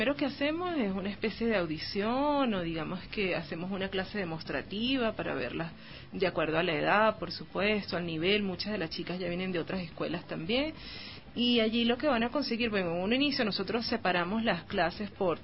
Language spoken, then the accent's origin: Spanish; Venezuela; en mi caso y en el caso de muchas chicas en Venezuela.